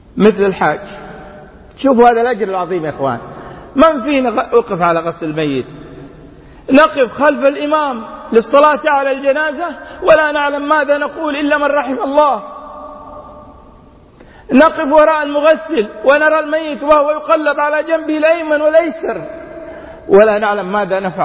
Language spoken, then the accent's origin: Arabic; Mecca, Makkah Province, Saudi Arabia; born there; من مواليد مكة المكرمة، أعمل كما ذكرت في دائرة حكومية